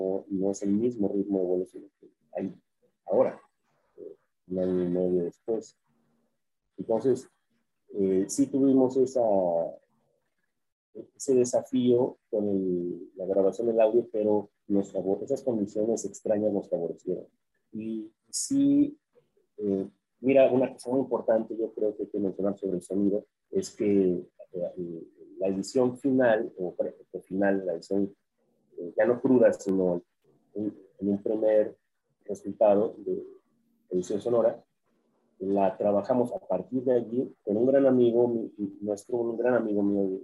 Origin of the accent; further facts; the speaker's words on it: Jalisco, Mexico; Es algo extraordinario, mira, yo soy jalisciense.